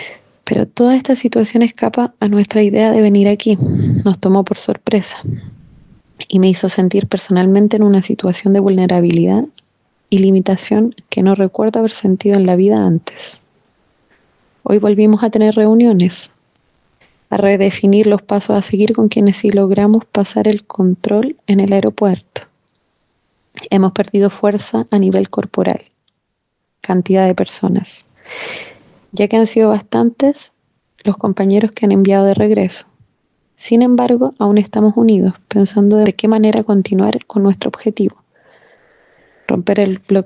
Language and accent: Spanish; Chile; now in Spain; Soy chilena de orígenes libaneses por parte de mi abuelo paterno.